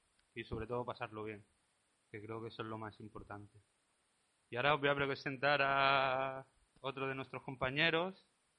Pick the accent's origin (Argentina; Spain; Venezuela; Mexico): Spain; Mallorca, Balearic Islands; moved away; also born or lived in Granada; Vengo de Mallorca y Granada.